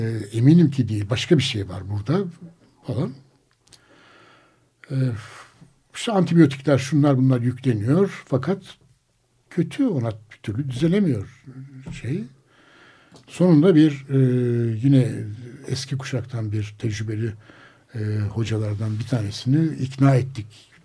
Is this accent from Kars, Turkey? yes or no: yes; Kars, Turkey; hepimiz Anadolu'dan gelen kuşaklar, ben Kars'tan